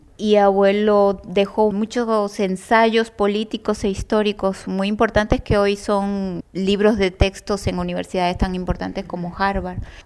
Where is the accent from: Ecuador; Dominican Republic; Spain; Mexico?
Dominican Republic; now in Buenos Aires, Argentina; Tengo mi grupo que es un mix dominicano-argentino, porque yo soy dominicana y llegué aquí justo este mes, cumplo 18 años, así que soy medio porteña también. De hecho, hice familia aquí